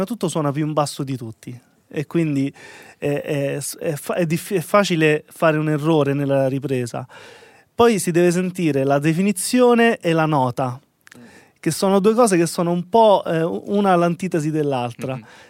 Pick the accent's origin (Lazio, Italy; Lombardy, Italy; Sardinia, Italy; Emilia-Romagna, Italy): Lazio, Italy; Sutri; Io provengo da un background provinciale, no? Vengo dalla provincia di Viterbo, da Sutri in particolare